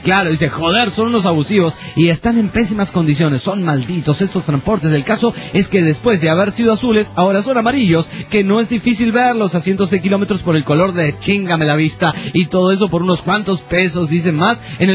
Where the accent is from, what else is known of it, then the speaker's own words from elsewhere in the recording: San Luis Potosí, Mexico; moved away; Hace un tiempo fui a la SLP de visita que en mi ciudad de origen